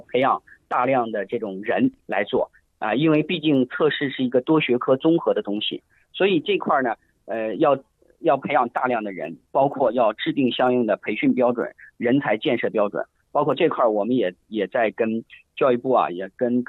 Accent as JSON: {"language": "Chinese", "country": "China", "said": "也是我们中国人民的一个真实写照啊"}